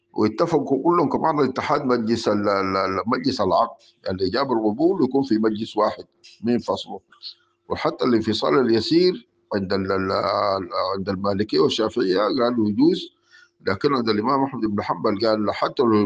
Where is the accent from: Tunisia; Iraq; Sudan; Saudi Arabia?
Sudan; نحن بالنسبه لفقه الاحوال الشخصيه عندنا في السودان كله ماخوذ